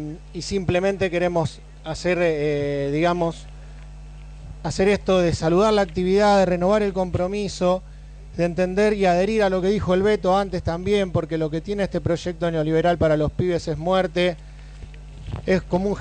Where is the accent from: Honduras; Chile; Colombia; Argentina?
Argentina; Rosario, Santa Fe; soy de Causa, venimos de la ciudad de Rosario.